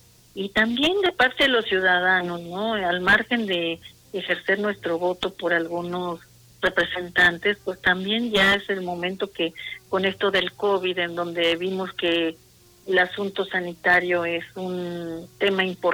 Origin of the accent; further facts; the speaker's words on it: Mexico; la tierra mestiza que somos todos los mexicanos